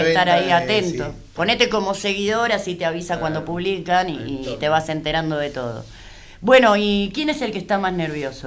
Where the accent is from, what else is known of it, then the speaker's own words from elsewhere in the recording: Avellaneda, Buenos Aires Province, Argentina; Los que somos de Avellaneda